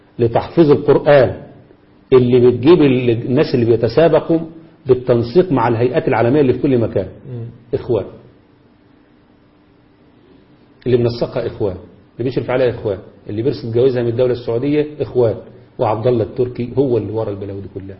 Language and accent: Arabic; Egypt; زي ما احنا عندنا في مصر الان اصبحت السافرات هم الموضوع في الاعلام